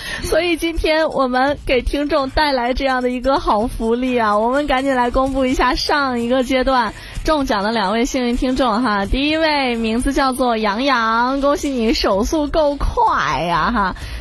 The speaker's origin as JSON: {"language": "Chinese", "region": "Beijing", "country": "China", "tie": "born or raised there", "said": "但是咱们作为一个北京土著呀，还是对北京的这个老火锅有不一样的情怀"}